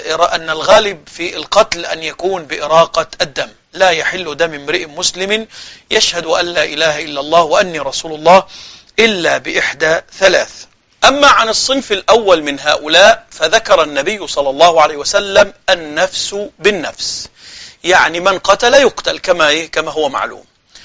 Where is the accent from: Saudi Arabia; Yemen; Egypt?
Egypt; وهذا كان موجود إلى وقت قريب عندنا في مصر في الصعيد بالذات